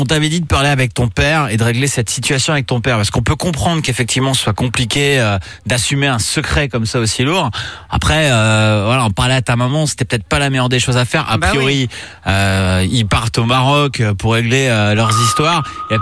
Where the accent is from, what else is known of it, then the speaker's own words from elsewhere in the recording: Brittany, France; Mais justement, moi aussi je suis breton.